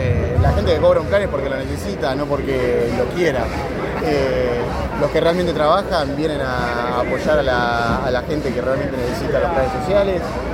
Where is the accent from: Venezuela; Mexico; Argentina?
Argentina; y los empleados somos todos argentinos